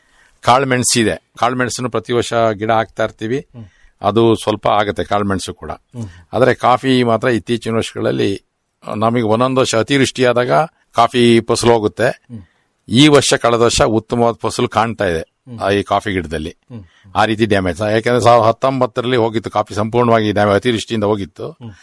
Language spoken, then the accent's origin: Kannada; Karnataka, India; ಪಶ್ಚಿಮಘಟ್ಟದ ಕಾಡುಗಳ ಮಧ್ಯದಲ್ಲೇ ಹುಟ್ಟಿ ಬೆಳೆದಿದ್ದು.